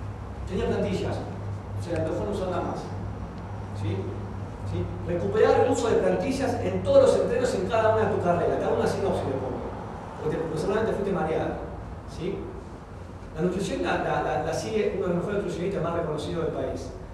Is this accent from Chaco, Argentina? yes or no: no; Misiones, Argentina; Y mirá, yo nací en Misiones. Solamente hacía 10 kilómetros sin bicicleta todos los días para ir y volver a mi colegio.